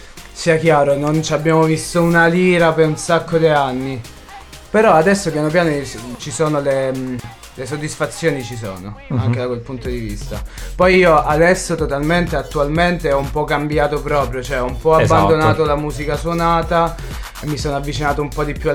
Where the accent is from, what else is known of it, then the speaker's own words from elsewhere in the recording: Sapri, Campania, Italy; io sono partito da Sapri, che è un paesino in provincia di Salerno.